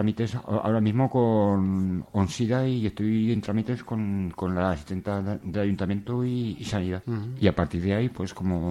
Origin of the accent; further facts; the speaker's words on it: Alcañiz, Aragon, Spain; De Alcañiz, Teruel.